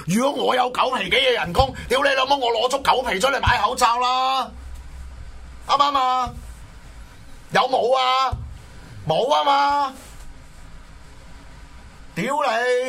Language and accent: Cantonese; Hong Kong; 我作為一個香港人，我作為一個普通選民，